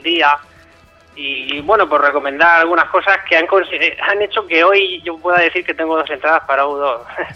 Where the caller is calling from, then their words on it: Murcia, Region of Murcia, Spain; de Murcia, que os he llamado alguna vez.